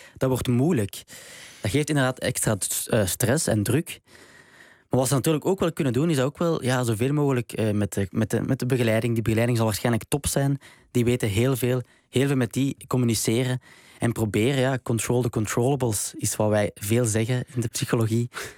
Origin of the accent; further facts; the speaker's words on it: Belgium; Sorry hoor, als Belg.